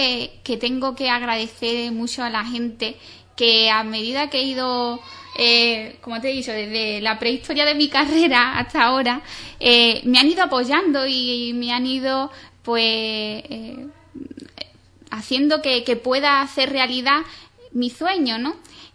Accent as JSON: {"language": "Spanish", "town": "Ubrique", "region": "Andalusia", "country": "Spain", "tie": "born or raised there", "said": "me he podido embarcar en comprometerme con mi pueblo, en lo que me estaban pidiendo, que expusiera aquí en Ubrique"}